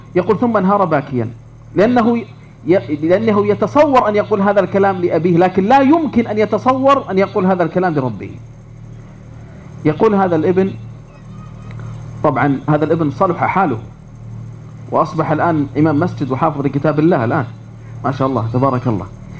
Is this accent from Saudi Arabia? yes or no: yes; Riyadh, Riyadh Province, Saudi Arabia; أذكر هنا قصة مؤثرة جدا حصلت عندنا في الرياض